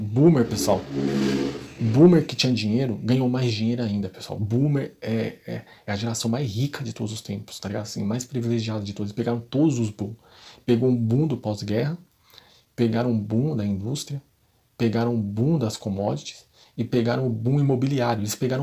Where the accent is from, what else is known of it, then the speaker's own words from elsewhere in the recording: Brazil; Nós que somos brasileiros não somos ocidentais, tá, pessoal?